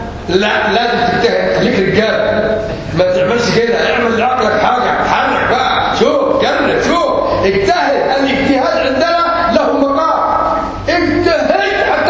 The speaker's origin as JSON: {"language": "Arabic", "country": "Yemen", "accent": "Yemeni", "said": "أنا دائما أتكلم باللهجة اليمنية غالبا تغلب علي اللهجة اليمنية"}